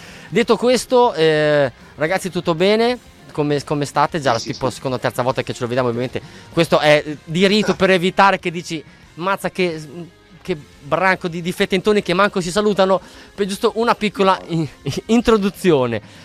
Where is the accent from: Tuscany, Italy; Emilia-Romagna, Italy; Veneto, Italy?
Emilia-Romagna, Italy; Bologna; E quindi ovviamente essendo bolognese, quindi la sento un attimo più vicino.